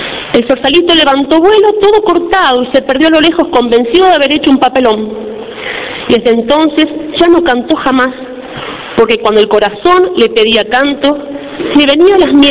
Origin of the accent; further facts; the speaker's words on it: Argentina; Para nosotros como argentinos es un profeta para la Argentina.